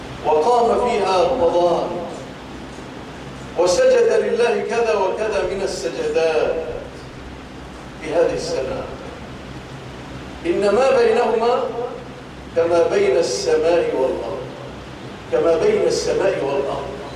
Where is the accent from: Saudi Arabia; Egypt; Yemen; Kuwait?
Egypt; اللهم اجعل بلادنا مصر آمنة مطمئنة وسائر بلاد المسلمين.